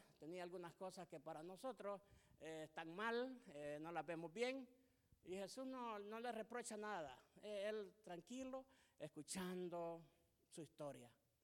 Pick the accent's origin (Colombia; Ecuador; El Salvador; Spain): El Salvador; tenemos identidad, yo soy del Salvador, me identifico con los salvadoreños